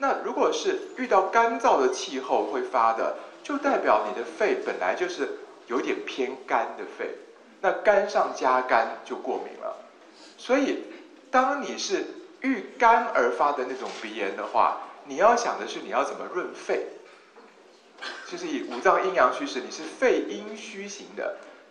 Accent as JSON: {"language": "Chinese", "country": "Taiwan", "said": "比如说像我是台湾人，对不对？"}